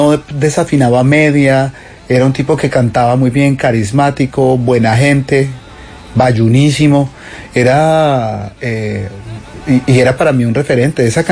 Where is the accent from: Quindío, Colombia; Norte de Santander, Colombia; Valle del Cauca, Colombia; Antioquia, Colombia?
Valle del Cauca, Colombia; Cali; born there; yo nací por accidente en Cali, mi mamá era de Andalucía, Valle, y me trajeron acá.